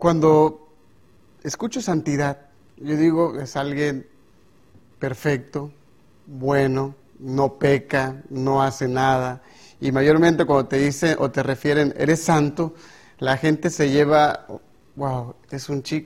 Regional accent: Tabasco, Mexico; Estudio teología, soy originario de Tabasco.

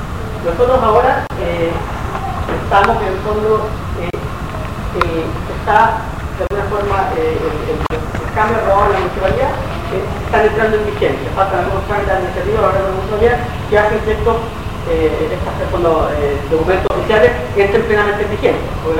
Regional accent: Valparaíso, Chile; born there; now in Santiago, Chile; yo soy nacido en Valparaíso, es lo que a mí me gusta

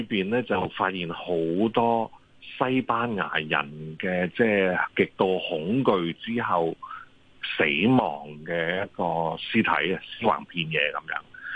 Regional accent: China; 即係我哋中國人都成日都講嚇，日有所思，夜有所夢啊嚇。

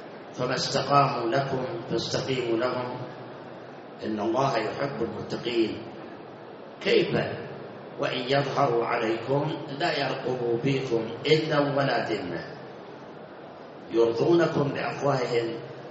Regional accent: Baghdad, Baghdad Governorate, Iraq; صار انفجار عندنا في بغداد بالمحمودية بالإسكندرية بالمسيب

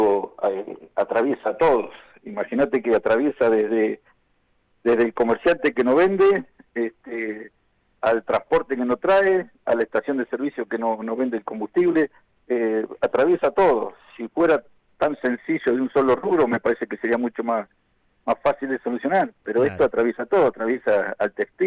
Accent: Argentina; nosotros también somos argentinos, vivimos acá

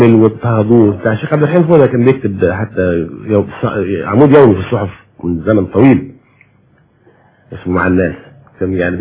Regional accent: Egypt; واحنا يا مصريين كل المصريين محبين جدا لاهل البيت

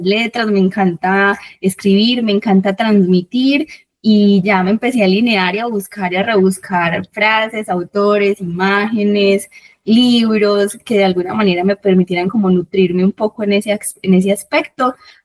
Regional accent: Don Matías, Antioquia, Colombia; yo vengo de Don Matías, que es el norte, y estas mujeres son del oriente

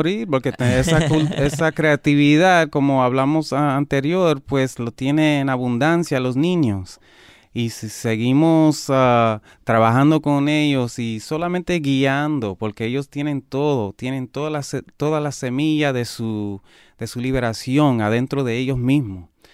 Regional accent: Puerto Rico; quererme yo mismo como boricua y nuestra cultura

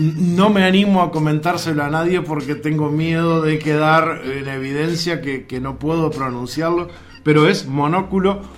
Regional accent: Uruguay; uno esté donde esté, ya el solo presentarse como uruguayo se le hace muy fácil todo

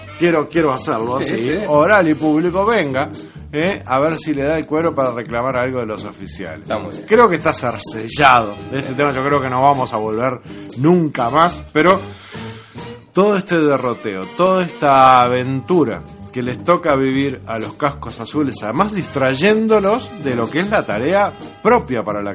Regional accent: Uruguay; me duele como uruguayo

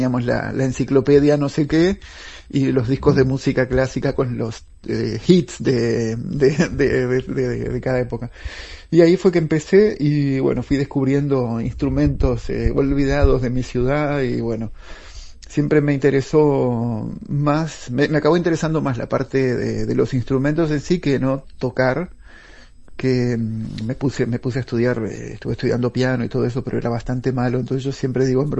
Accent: Paysandú, Uruguay; yo crecí en Paysandú, en la Plaza Constitución, justo en la iglesia, frente a donde está la iglesia principal, que es donde está el órgano.

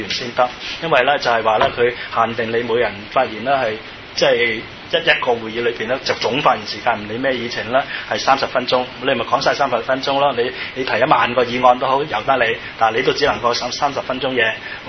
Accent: Macau; 其實我哋澳門人都心驚膽戰，因為我都喺香港讀過書啊

